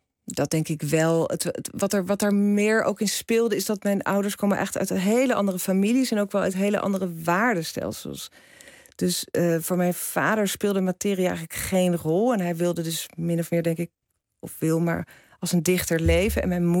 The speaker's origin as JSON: {"language": "Dutch", "town": "Rotterdam", "region": "South Holland", "country": "Netherlands", "tie": "born or raised there", "said": "Ik groeide op in Kralingen."}